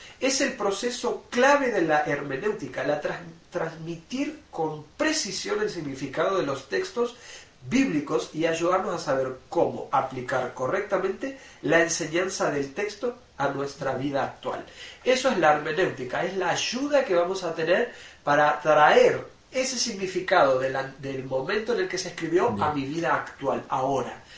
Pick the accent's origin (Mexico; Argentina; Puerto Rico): Argentina; somos argentinos, nacimos en Sudamérica, aquí en este lado del mundo, que tenemos ciertas creencias.